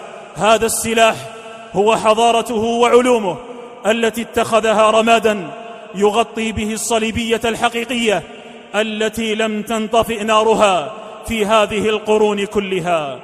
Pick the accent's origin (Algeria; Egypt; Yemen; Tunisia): Algeria; احتلت بلادنا فرنسا الظالمة